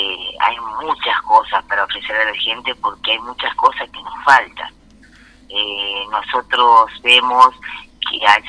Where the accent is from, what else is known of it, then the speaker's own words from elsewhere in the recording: San Pedro, Córdoba, Argentina; also born or lived in Villa Dolores; Al año de nacida me llevaron a vivir a San Pedro, el lugar donde nunca más salí, porque soy sanpedrina y me siento sanpedrina, o sea, para mí nunca viví en Villa Dolores.